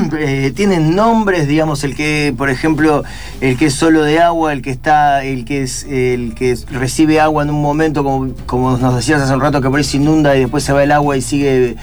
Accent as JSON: {"language": "Spanish", "town": "Concepción del Uruguay", "region": "Entre Ríos", "country": "Argentina", "tie": "born or raised there", "moved": "yes", "said": "es Concepción del Uruguay, que en Entre Ríos, que es a la vera del Uruguay, tenemos una costa que se llama Banco Pelay"}